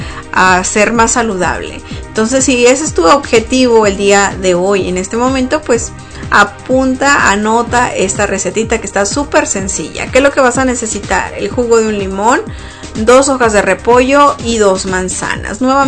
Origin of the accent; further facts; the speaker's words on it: Mexico; que es lo que celebramos nosotros como mexicanos